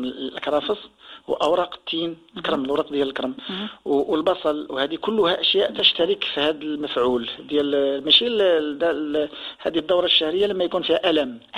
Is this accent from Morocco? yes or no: yes; Morocco; كاين الاحمر والابيض عليا عندنا في المغرب عندنا انواع